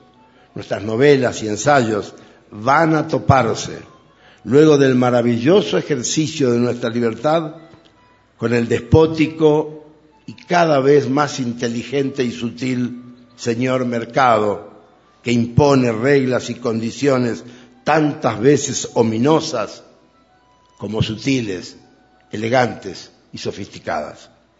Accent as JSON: {"language": "Spanish", "region": "Chaco", "country": "Argentina", "said": "el Chaco, mi tierra, está llena de pelotudos, pero gilipollas no hay ni uno."}